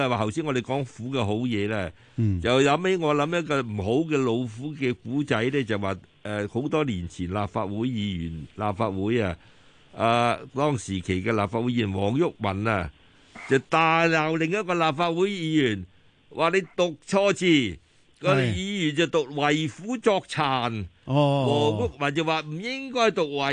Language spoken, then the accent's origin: Cantonese; Guangdong, China; 因为我哋广东人就成日讲残鸡。